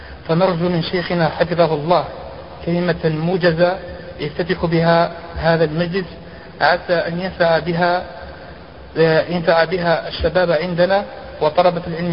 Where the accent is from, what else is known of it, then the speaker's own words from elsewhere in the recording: Algeria; شاع عندنا في الجزائر